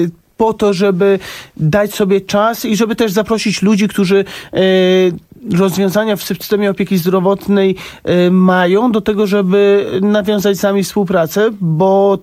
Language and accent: Polish; Warsaw, Masovian Voivodeship, Poland; ja dorastałem na Saskiej Kępie i tam... To miejsce jest bardzo bliskie mi.